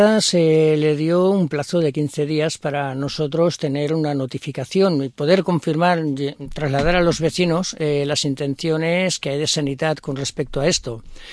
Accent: Barcelona, Catalonia, Spain; Yo he dicho que yo mismo soy de Campaguera, no soy de Guinahueta, ¿vale?

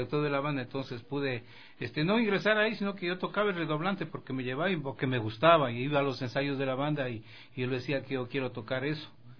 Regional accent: Loja, Ecuador; also born or lived in Quito; Yo soy nacido en Quito, pero criado en Loja. Mi papá fue quiteño, mi mamacita lojana.

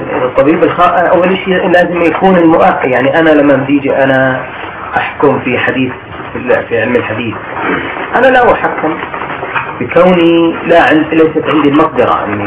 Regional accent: Jordan; فالقانون الطب عندنا في الاردن ما يمنع ذلك

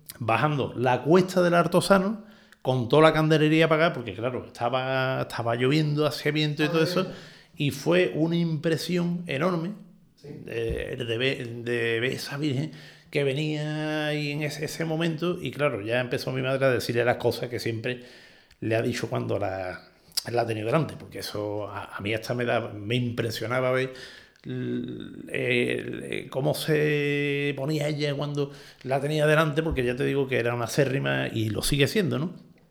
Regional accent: Seville, Andalusia, Spain; born there; estábamos en Triana, en la calle Trabajo, que es donde yo nací

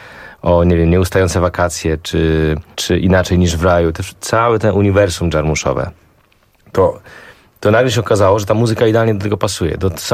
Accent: Szczecin, West Pomeranian Voivodeship, Poland; ja jestem ze Szczecina i to te teksty wynikają ze szczecińskiego umysłu.

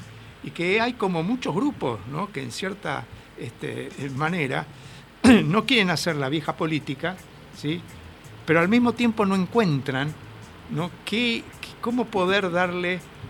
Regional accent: Buenos Aires, Argentina; yo soy un porteño de Buenos Aires

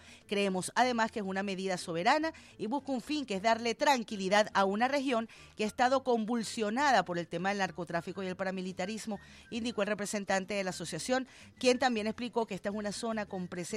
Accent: Cuba; now in Venezuela; uno ya tiene hijos y sus hijos nacen y crecen y se hacen adultos aquí en Venezuela, ya dejas de pensar como cubano y piensas como madre venezolana.

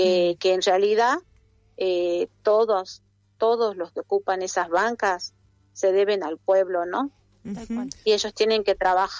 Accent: Argentina; Cuando les conviene, somos argentinos, y cuando les conviene, no somos argentinos.

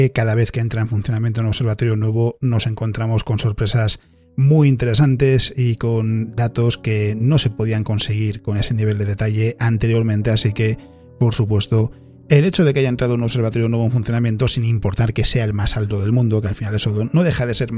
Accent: Spain; duele un poquito más siendo español

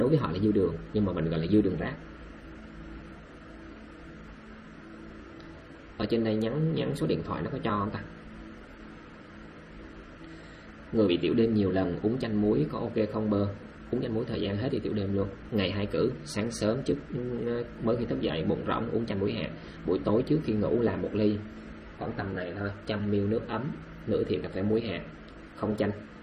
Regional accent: Đắk Lắk, Vietnam; born there; moved away; em đâu phải người miền Tây, em là người sinh ra ở Đắk Lắk và em tha phương cầu thực.

